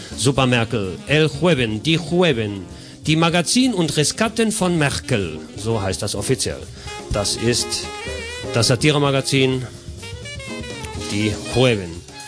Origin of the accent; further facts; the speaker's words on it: Germany; die wissen, ich bin Deutscher